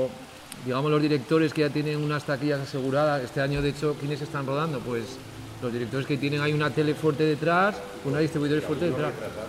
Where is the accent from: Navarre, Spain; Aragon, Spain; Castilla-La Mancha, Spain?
Navarre, Spain; Tudela; Pero bueno, yo soy de Tudela, de Navarra y soy muy cabezón.